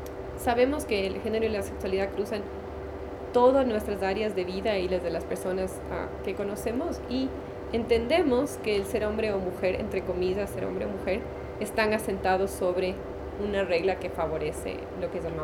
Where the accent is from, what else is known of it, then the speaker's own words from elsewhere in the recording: Quito, Pichincha, Ecuador; born there; also born or lived in United States; soy ecuatoriana quiteña de nacimiento, pero he vivido mucho tiempo entre Estados Unidos y Ecuador.